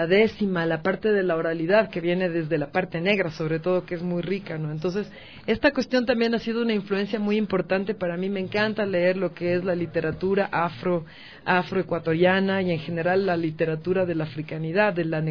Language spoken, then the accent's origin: Spanish; Quito, Pichincha, Ecuador; born there; yo nací en Quito, pero mi padre es esmeraldeño, ¿no? Entonces toda mi familia es de Esmeraldas